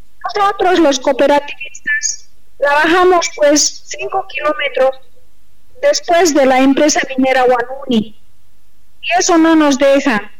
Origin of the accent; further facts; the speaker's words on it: Bolivia; Nosotros también somos bolivianos, tenemos derecho a trabajar.